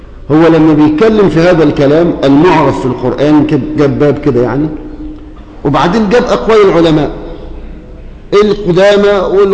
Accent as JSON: {"language": "Arabic", "country": "Egypt", "said": "واجعل بلدنا مصر أمانا مطمئنة"}